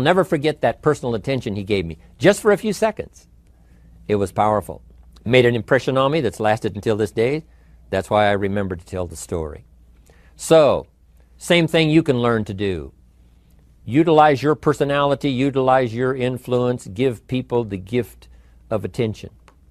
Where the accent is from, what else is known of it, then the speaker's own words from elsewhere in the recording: Idaho, United States; he looked right at me and said … where are you from? I said, Idaho.